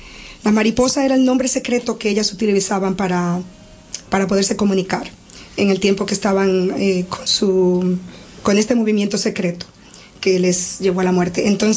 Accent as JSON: {"language": "Spanish", "country": "Dominican Republic", "said": "Son de mi país, yo soy dominicana"}